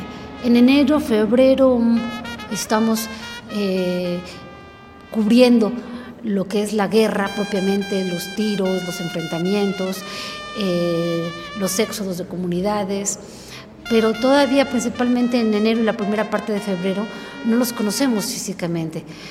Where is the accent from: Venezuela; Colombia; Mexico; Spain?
Mexico; ya me siento identificada no nada más como periodista, sino como una mexicana más